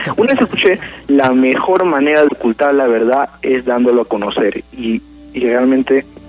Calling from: Villa El Salvador, Lima, Peru; De Villa El Salvador.

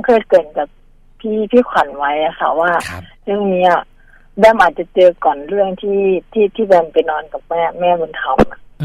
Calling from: Khon Kaen, Thailand; ก็โทรมาจากขอนแก่นนะคะ

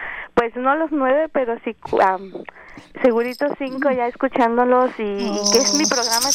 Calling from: Seaside, California, United States; pero sí. No de Soledad, soy de Seaside.

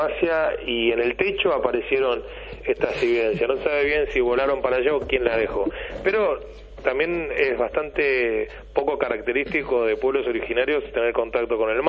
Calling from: Costa del Tuyú, Buenos Aires Province, Argentina; ya estoy acá tranquilo en mi pueblo, ¿no?

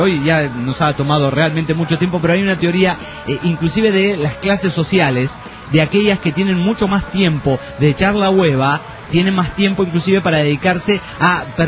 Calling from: Toluca, State of Mexico, Mexico; soy de Toluca.

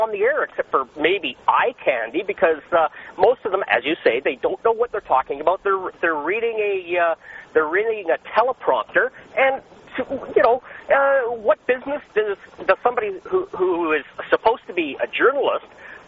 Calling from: Vancouver, British Columbia, Canada; I'm calling from Vancouver, where you used to be on the air here.

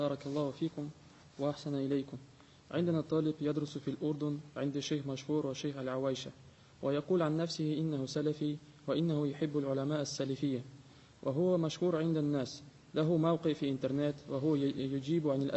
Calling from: Russia; عندنا في روسيا،

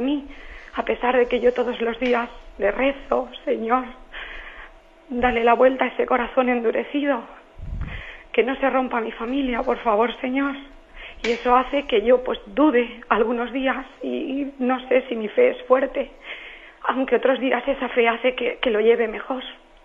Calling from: Valencia, Valencian Community, Spain; de Valencia.

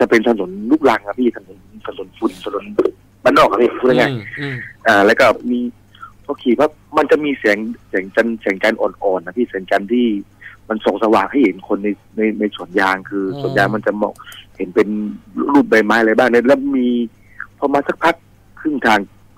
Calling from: Surat Thani, Thailand; สุราษฎร์ครับ

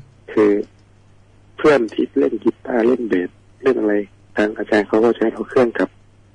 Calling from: Surin, Thailand; ตอนนี้อยู่สุรินทร์ครับ

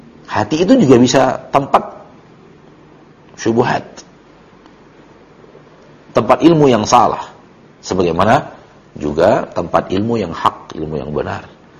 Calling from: Bukittinggi, West Sumatra, Indonesia; Saya dari Bukit Tinggi

